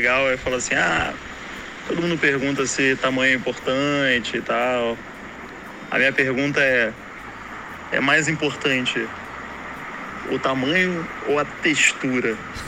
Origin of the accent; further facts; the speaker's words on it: Rio de Janeiro, Brazil; que eu sou do Rio de Janeiro, me autodenomino ouvinte macumbeiro